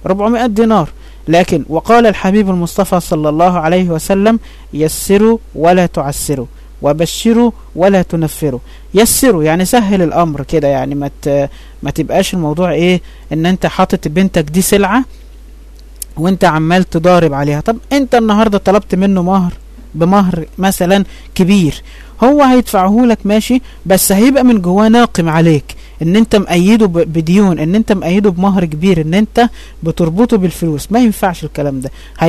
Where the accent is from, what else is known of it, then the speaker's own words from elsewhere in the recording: Egypt; يعني احنا عندنا في مصر حاجة اسمها الشبكة